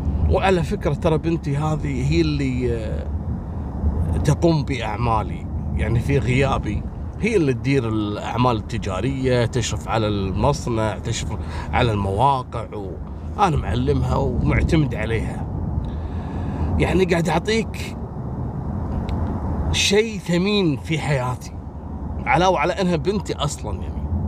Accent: Kuwait; ما فيها النظام هذا عندنا في الكويت في 52 على الصد

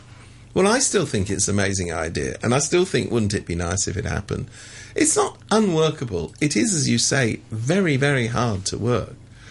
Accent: London, United Kingdom; now in Hong Kong; I come from London. There's a lot of brown people.

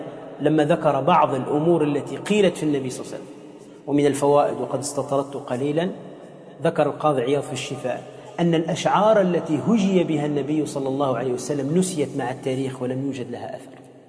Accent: Tunisia; ممن هو مشهور عندنا في تونس

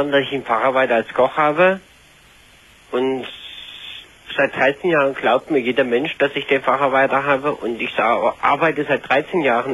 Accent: East Germany, Germany; Ich bin ein Ossi.

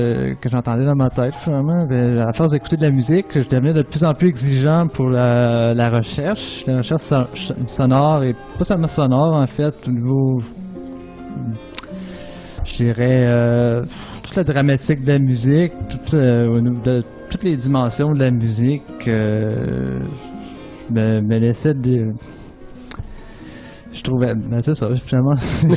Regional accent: Victoriaville, Quebec, Canada; Victoriaville.

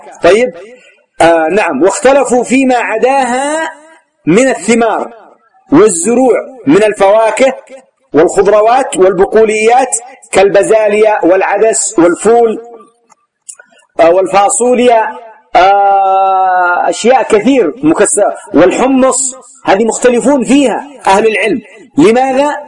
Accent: Yemen; وأجودها كما قلت لكم يسمى عندنا في اليمن العربي والميساني

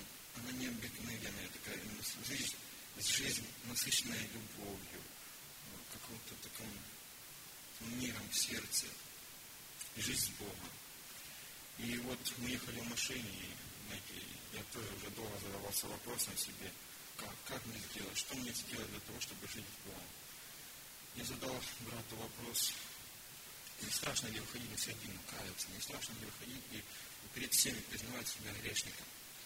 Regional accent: Western Ukraine, Ukraine; я родом из Западной Украины, Тимоновской области. Хочу рассказать о себе немножко. Я родился на Западной Украине, вырос там. Мои родители обычные христиане, мы жили в деревне.

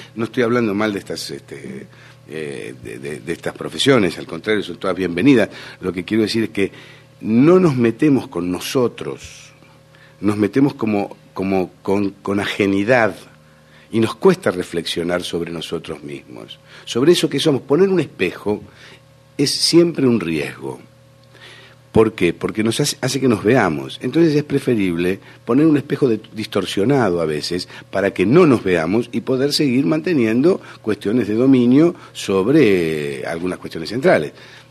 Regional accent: Argentina; Y si no, son los chilenos y somos los argentinos.

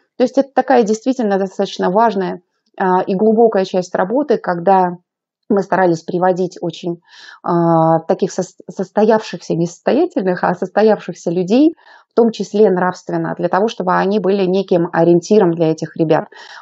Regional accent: Saint Petersburg, Russia; я из Санкт-Петербурга, у нас очень красивый город

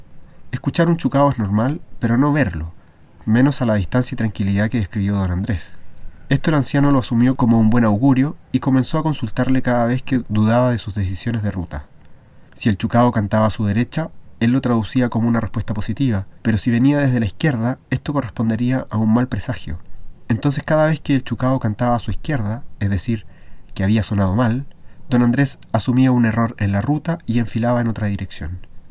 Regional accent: Chile; siendo yo chileno, quizás ni puedo dar con una definición contundente de lo que es esto de la cultura chilena

